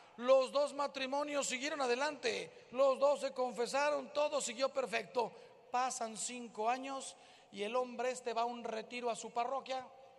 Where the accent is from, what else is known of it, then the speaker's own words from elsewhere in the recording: Mexico; Miren, yo soy de México, aquí la mayoría me imagino que es de México.